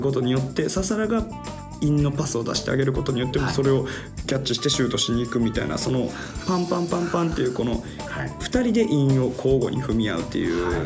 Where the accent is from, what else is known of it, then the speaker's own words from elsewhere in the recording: Osaka, Japan; 大阪はですねやっぱりね味が濃いですね、他の土地に比べてって、はい、まあ、これ自分の地元やからそう思うってのもあるかもしれないですけど